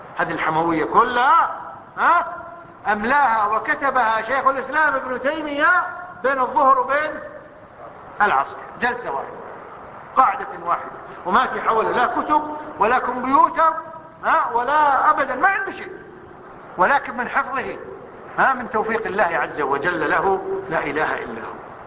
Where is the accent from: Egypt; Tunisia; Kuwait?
Kuwait; حتى عندنا في الكويت